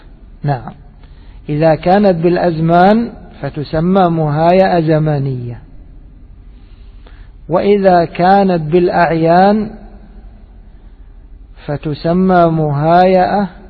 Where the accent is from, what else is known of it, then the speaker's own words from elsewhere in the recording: Egypt; عندنا في مصر مثلا عندنا موسمان، موسم صيفي وموسم شتوي